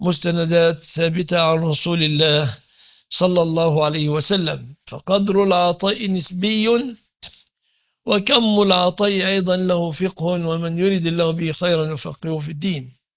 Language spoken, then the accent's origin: Arabic; Egypt; لكن عندنا في مصر على سبيل المثال الذي لا يمتلك سيارة لا يعد فقيرا